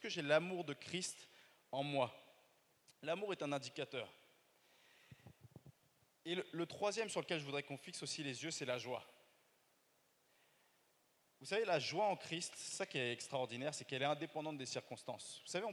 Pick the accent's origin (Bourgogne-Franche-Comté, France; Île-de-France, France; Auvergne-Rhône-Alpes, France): Île-de-France, France; Paris; l'amabilité, en fait, en tant que Parisien, on peut l'enlever.